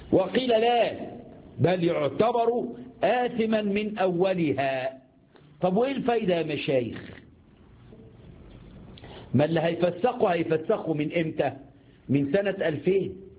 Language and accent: Arabic; Egypt; عندنا في مصر يقول لك الصحة فل وبيأكل سمنة بلدي